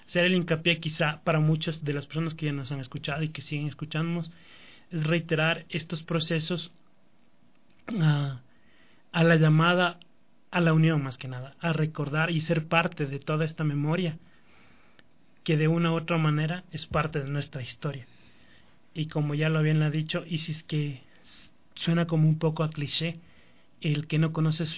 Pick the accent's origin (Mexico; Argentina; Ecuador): Ecuador; las necesidades que tenemos como ecuatorianos